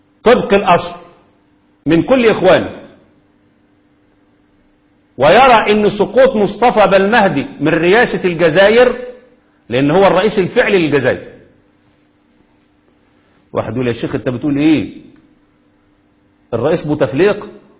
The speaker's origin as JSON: {"language": "Arabic", "country": "Egypt", "said": "هو اللي بيحصل عندنا في مصر في ايام الثورات وما قبلها بالضبط"}